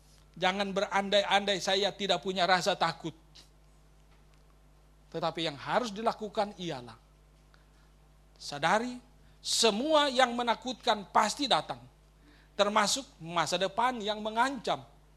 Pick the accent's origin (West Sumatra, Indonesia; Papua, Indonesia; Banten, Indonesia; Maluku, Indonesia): Maluku, Indonesia; Ambon; born there; Dan sampai ke tempat kelahiran saya, Ambon.